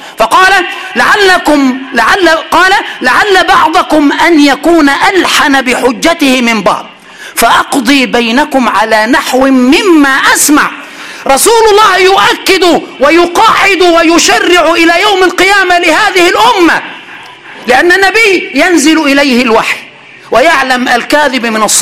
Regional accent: Aswan, Aswan Governorate, Egypt; عند أهل الصعيد، وأنا من أسوان وصعيدي

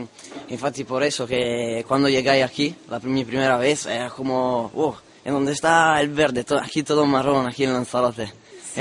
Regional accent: Veneto, Italy; Yo soy de Italia, del norte de Italia, la misma provincia de Venecia.

